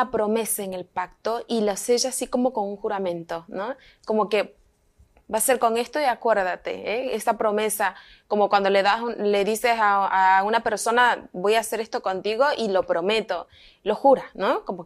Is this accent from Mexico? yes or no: yes; Mexico; born there; nací aquí en México.